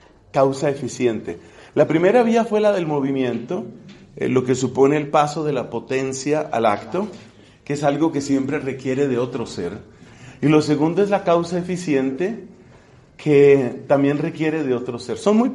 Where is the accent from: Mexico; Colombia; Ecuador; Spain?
Colombia; será porque soy latino o colombiano o lo que sea